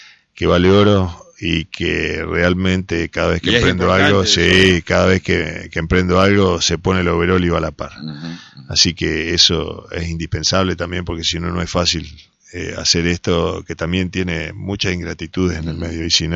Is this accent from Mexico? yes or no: no; Entre Ríos, Argentina; Yo me crié acá, nací acá en San Luis 241 hasta que me casé y me fui al barrio Lesca, pero nací en San Luis y Pueyrredón, me crié, hice toda mi juventud, mi vida, mi niñez